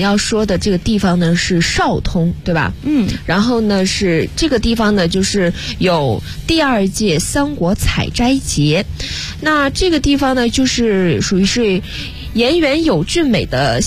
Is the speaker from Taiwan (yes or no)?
no; Dalian, Liaoning, China; 所以大家可以到时候来我的家乡大连